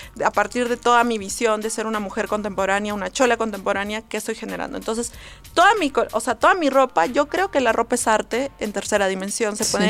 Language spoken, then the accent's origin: Spanish; Cusco, Peru; siempre he regresado a la urbe, a mi pueblo, o sea, siempre he regresado a Cusco